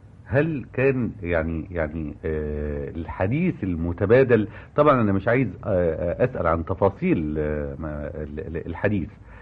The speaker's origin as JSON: {"language": "Arabic", "country": "Egypt", "said": "هل المستقبل مطروح لدينا كمصريين وإلى أي مدى؟"}